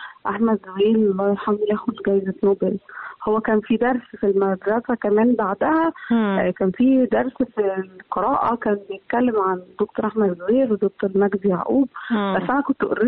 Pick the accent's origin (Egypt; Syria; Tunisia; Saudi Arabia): Egypt; واحنا كباحثين مصريين يعني